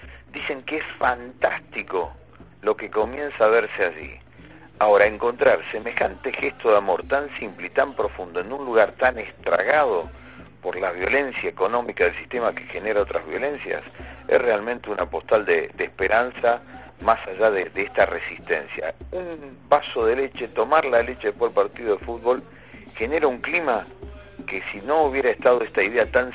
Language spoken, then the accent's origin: Spanish; Santa Fe, Argentina; de donde vengo, de Vera, que era el departamento, casi te diría la base de sustentación de la forestal en su momento.